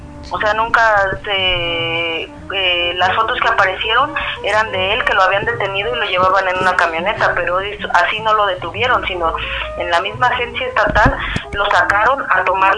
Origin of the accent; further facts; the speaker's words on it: Mexico City, Mexico; now in Oaxaca, Mexico; Yo soy del DF, toda mi familia vive en el DF.